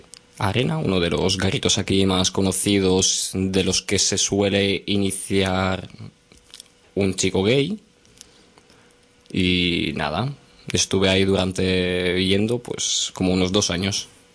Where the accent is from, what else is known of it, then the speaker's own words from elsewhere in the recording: Bulgaria; also born or lived in Valencia; now in Barcelona, Spain; Sí, vengo de otro país, vengo de Bulgaria, pero bueno, actualmente desde hace unos 5 años estoy aquí en Barcelona.